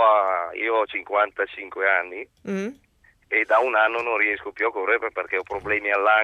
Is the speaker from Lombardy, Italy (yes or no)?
yes; Lodi, Lombardy, Italy; Io telefono, sono di Lodi, però telefono dall'autostrada